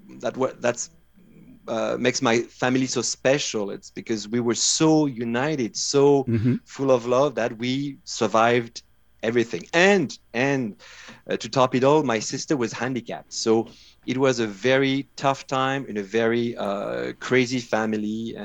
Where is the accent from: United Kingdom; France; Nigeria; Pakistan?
France; Brittany; now in United States; You know, I'm from Brittany.